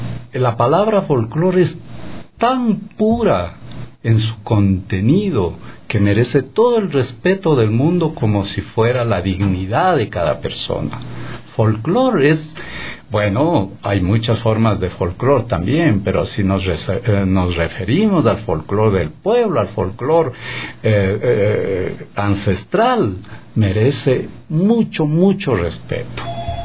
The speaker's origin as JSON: {"language": "Spanish", "region": "Chimborazo", "country": "Ecuador", "tie": "born or raised there", "said": "Luego nos pasamos a la provincia de Chimborazo, de la que soy nativo, digamos, y hago enfoque en mi provincia"}